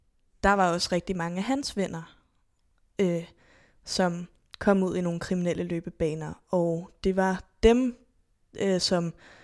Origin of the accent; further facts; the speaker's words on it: Zealand, Denmark; da vi gik i skole på Lolland